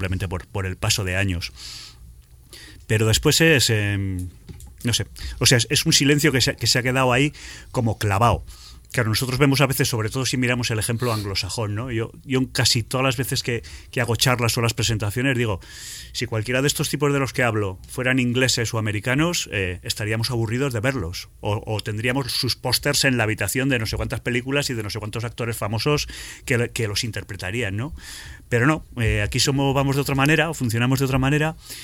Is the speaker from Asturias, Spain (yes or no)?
no; Catalonia, Spain; born there; now in La Rioja, Spain; yo, aunque vivo en La Rioja, soy mitad y mitad. Mi padre es riojano, mi madre es catalana. Yo nací en Cataluña y nací en el Bergadá. El Bergadá es una zona prepirenaica que fue tierra de maquis